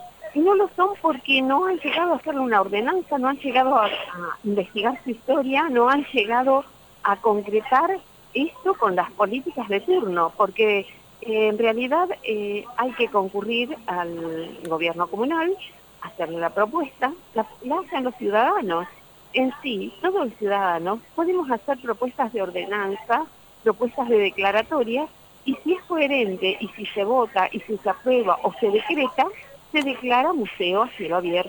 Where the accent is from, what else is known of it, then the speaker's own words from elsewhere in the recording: Arocena, Santa Fe, Argentina; Yo soy de Arocena, nacida en Arocena.